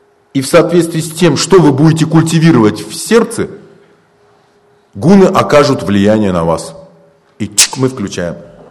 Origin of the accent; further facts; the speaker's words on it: Siberia, Russia; Мы говорим, а мы с Байкала. Потому что это жемчужина.